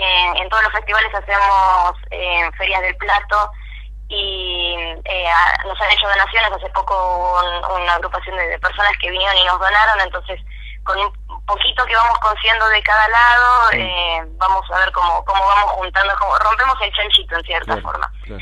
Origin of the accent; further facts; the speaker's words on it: José C. Paz, Buenos Aires Province, Argentina; Yo como ciudadana nacida y criada de José Cepaz, lo pienso, qué lindo sería esto